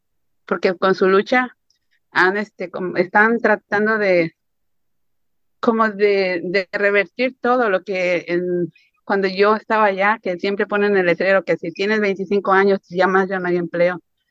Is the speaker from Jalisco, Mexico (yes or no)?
yes; Jalisco, Mexico; moved away; yo soy de Jalisco, México. Estoy aquí desde los 80s. Desafortunadamente todavía no he podido ir a mi país.